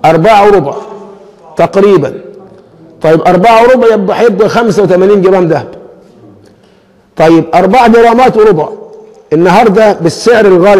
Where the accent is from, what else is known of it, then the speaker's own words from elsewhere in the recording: Egypt; لكن عندنا كمصريين من خفة الدم بنقول فلوس على أي إيه؟